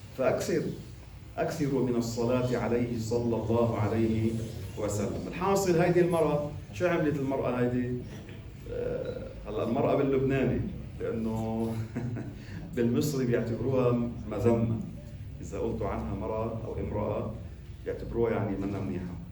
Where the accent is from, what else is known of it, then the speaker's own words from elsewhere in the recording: Lebanon; قلت لكم مرة كان عندنا بلبنان نحن هون وقف اسمه وقف الصحن.